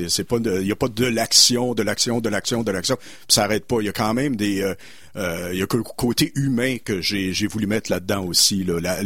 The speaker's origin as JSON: {"language": "French", "town": "Sherbrooke", "region": "Quebec", "country": "Canada", "tie": "born or raised there", "also_born_or_lived": "Magog", "said": "Moi, je viens de Magog, j'ai été élevé à Sherbrooke, on pourrait dire Sherbrooke aussi"}